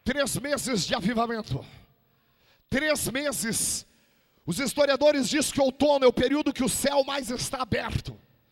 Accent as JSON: {"language": "Portuguese", "region": "Rio Grande do Sul", "country": "Brazil", "said": "opa, sou gaúcho, não sou covarde."}